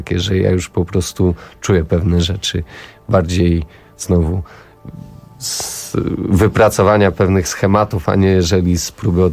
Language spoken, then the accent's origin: Polish; Nasielsk, Masovian Voivodeship, Poland; Wolałem grać w Counter Strike'a, bo jestem z Nasielska